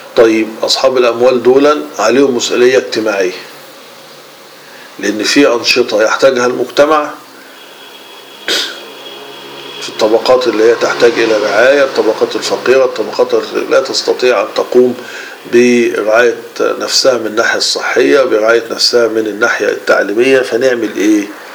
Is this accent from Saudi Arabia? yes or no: no; Egypt; ولو نلاحظ انه مع دخول الاستعمار عندنا في مصر وفي غيرها من دول